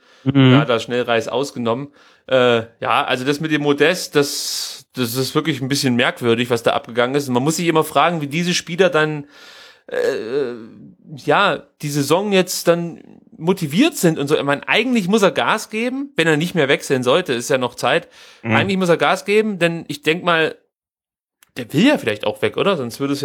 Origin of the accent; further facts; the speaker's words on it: Mecklenburg-Vorpommern, Germany; Und deswegen bin ich natürlich da wieder für meine Heimat, Mecklenburg-Vorpommern.